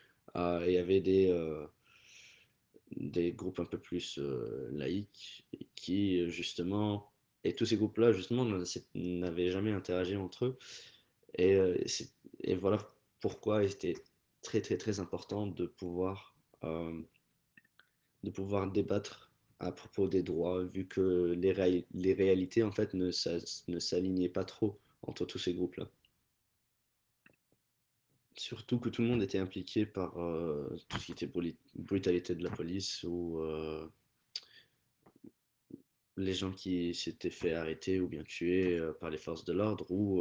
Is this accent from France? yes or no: no; Cairo, Cairo Governorate, Egypt; Je suis égyptien, copte. J'ai grandi en Égypte, au Caire, particulièrement, sous le régime de Moubarak